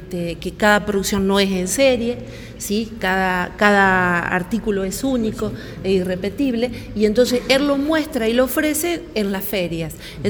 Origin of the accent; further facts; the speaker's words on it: Santa Rosa, Argentina; somos de Santa Rosa, Tuey, del interior y de la Argentina.